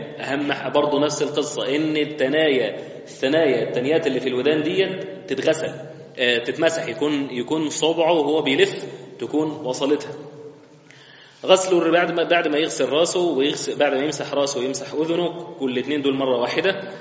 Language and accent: Arabic; Egypt; احنا بنقول غلط كمصريين